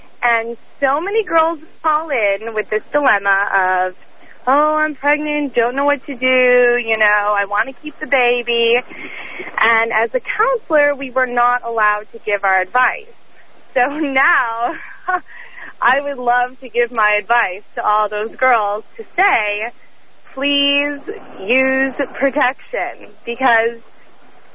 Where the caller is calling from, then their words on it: Arizona, United States; I just have to say that I'm from Arizona, and I am 19